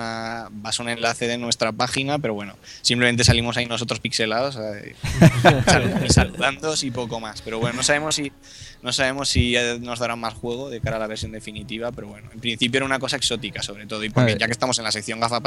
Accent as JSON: {"language": "Spanish", "town": "Zaragoza", "region": "Aragon", "country": "Spain", "said": "pues dejamos nuestra empresa y volvimos a nuestra tierra, que somos de Zaragoza los dos."}